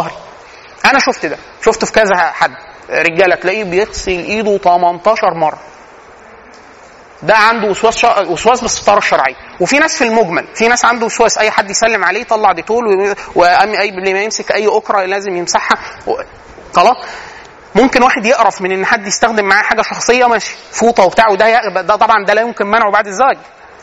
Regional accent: Egypt; ودي من العادات السيئه عندنا فينا كمصريين

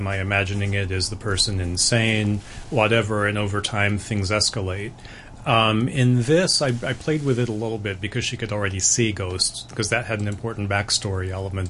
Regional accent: American South, United States; But I grew up with that. I mean, I'm from the American South, and you know, I grew up hearing stories from my family and from people there, and you know, it's a very ghost intensive part of the world.

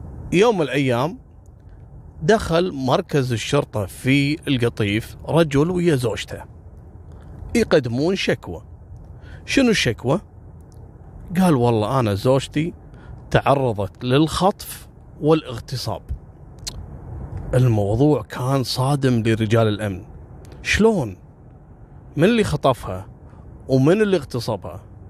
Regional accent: Kuwait; حتى احنا عندنا في الخليج وفي الكويت كنا نتابع القضية هذه

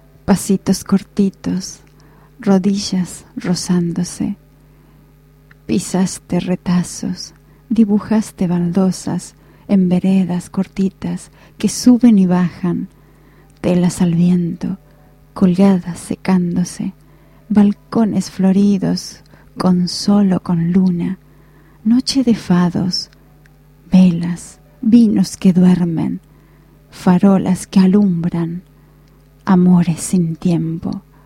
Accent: Asturias, Spain; Hoy es un día muy importante para todos los asturianos, para mí también porque yo soy asturiana.

